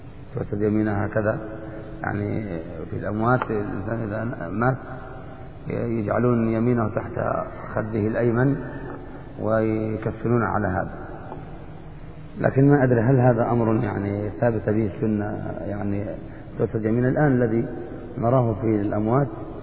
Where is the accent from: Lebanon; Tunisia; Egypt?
Egypt; أنا كنت أسمع العامة في مصر يذكرون هذا المعنى